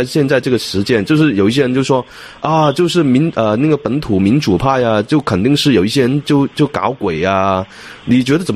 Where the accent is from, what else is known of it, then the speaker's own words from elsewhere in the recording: Hong Kong; 就觉得香港我们香港人应该集中在那个精力在香港的运动上面